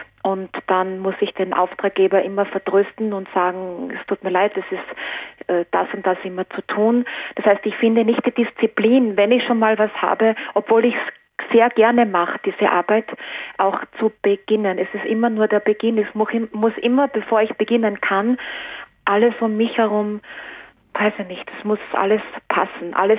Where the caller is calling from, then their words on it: Salzburg, Austria; Ich bin aus Salzburg oder in der Nähe von Salzburg.